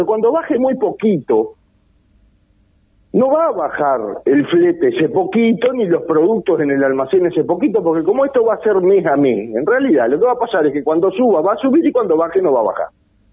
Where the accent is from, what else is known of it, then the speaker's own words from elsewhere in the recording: Uruguay; no tenemos que darnos la discusión como uruguayo